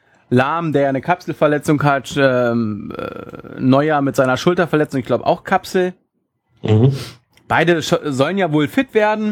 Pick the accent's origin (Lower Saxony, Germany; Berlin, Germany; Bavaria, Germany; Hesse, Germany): Hesse, Germany; Frankfurt; gerade als Frankfurter, die ja eigentlich per se immer so ein bisschen Abstiegskampf schwelen.